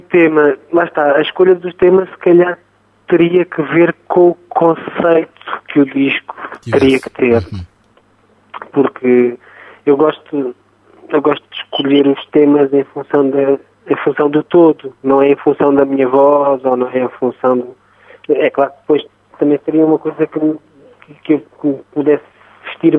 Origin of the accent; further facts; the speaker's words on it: Arraiolos, Alentejo, Portugal; Ainda vivo em Arraiolos. Costumo dizer que Évora é a minha cidade, mas a minha vila e a minha terra é Arraiolos.